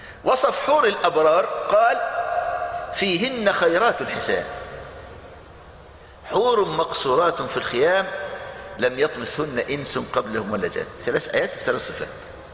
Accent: Egypt; المانجا عندنا في مصر

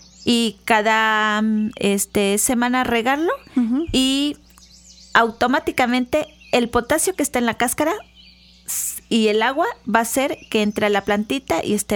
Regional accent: Coatepec, Veracruz, Mexico; Y yo decía, yo ya me quiero ir a mi pueblito, yo soy de Coatepec, ¿no?

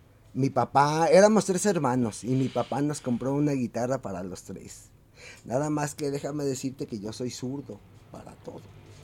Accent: Guadalajara, Jalisco, Mexico; yo nací en el barrio del Santuario. Ahora. En Arista y Mezquitán. Ahí viví hasta como los 4 o 5 años. Y luego nos cambiamos acá a Pedro Loza, a una cuadra del Parque Alcalde.

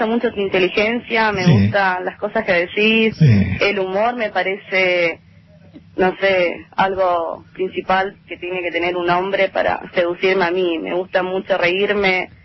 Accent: Rosario, Santa Fe, Argentina; Soy de Rosario, de zona de Chisortu.

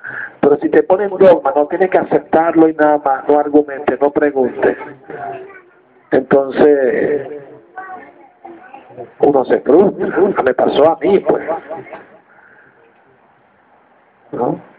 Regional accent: Venezuela; Las 4.000 lonchas, decimos en Venezuela.

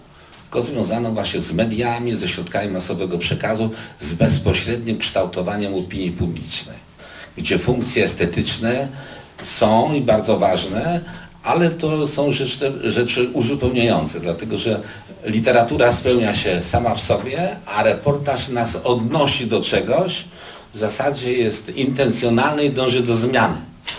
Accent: Łódź, Łódź Voivodeship, Poland; pochodzę z rodziny robotniczej z Łodzi

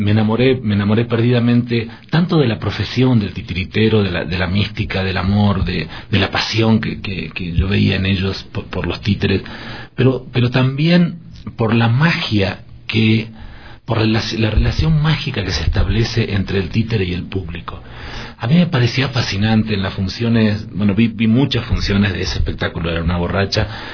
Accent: Patagonia, Argentina; yo soy de la Patagonia, pero del norte de la Patagonia

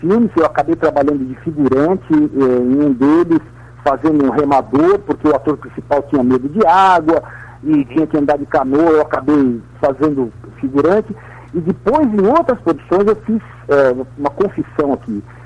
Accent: Caraguatatuba, São Paulo, Brazil; Caraguatatuba.

